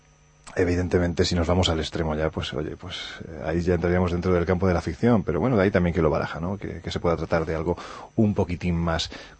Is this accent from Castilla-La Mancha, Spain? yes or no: no; Andalusia, Spain; y quizás un poquitín exagerada, que para eso soy andaluz